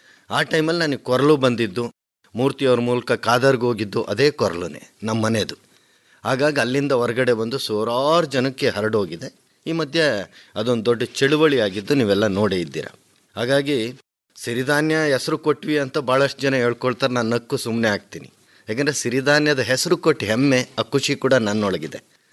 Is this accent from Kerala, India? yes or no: no; Madhugiri, Karnataka, India; ನಾನು ಮೂಲತಃ ರಾಯಲ್ಸೀಮಾ ಕಡೆನು, ಮಧುಗಿರಿ, ಇದು ನಮ್ಮದು ಅರ್ಧ ಹೊಲ ಆಂಧ್ರ ಪ್ರದೇಶದಲ್ಲೈತೆ, ಇನ್ನರ್ಧ ಕರ್ನಾಟಕದಲ್ಲೈತೆ. ಬರೀ ಒಂದು 20-22 ಮನೆ ನಮ್ಮಲ್ಲಿ ಕನ್ನಡ ಮಾತಾಡೋದು, ಇನ್ನೆಲ್ಲ ತೆಲುಗು.